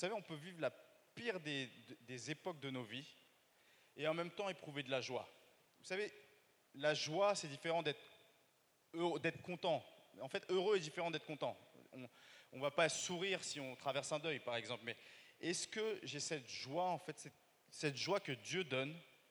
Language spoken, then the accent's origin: French; Paris, Île-de-France, France; l'amabilité, en fait, en tant que Parisien, on peut l'enlever.